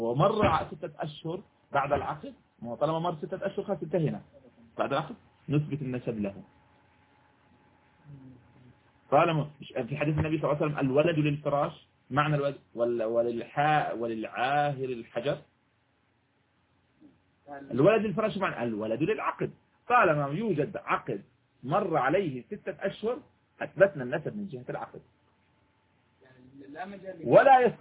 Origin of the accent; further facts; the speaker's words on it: Jordan; الآن بعض الأوقات تصبح عندنا في الأردن مثلا